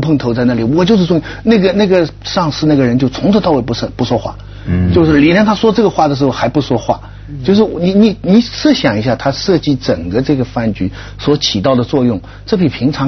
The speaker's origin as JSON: {"language": "Chinese", "country": "China", "said": "那个时候我们中国人缺乏这个场合"}